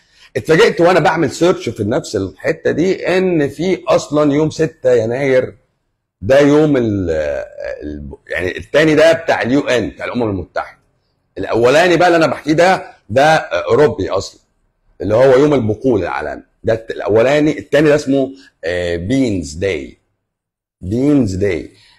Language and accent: Arabic; Egypt; بس ربنا وفقنا احنا كمصريين